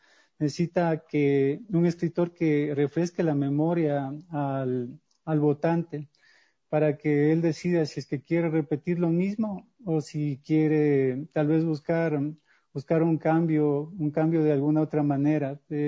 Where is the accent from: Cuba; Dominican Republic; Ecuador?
Ecuador; no sé si sea solo yo como escritor ecuatoriano